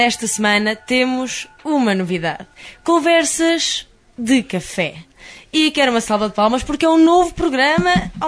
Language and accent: Portuguese; Santa Ovaia, Portugal; na minha terra, em Santa Ovaia...